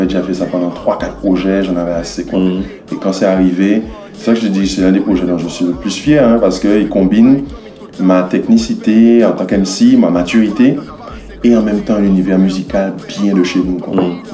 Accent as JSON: {"language": "French", "country": "Guadeloupe", "said": "on est de Guadeloupe et de Nina"}